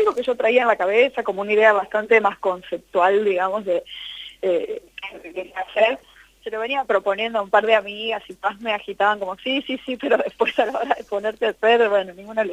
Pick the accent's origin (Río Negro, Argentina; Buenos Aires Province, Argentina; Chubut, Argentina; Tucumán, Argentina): Tucumán, Argentina; now in Buenos Aires, Argentina; aunque yo soy tucumana, vivo acá en Ciudad de Buenos Aires, por la zona de Palermo.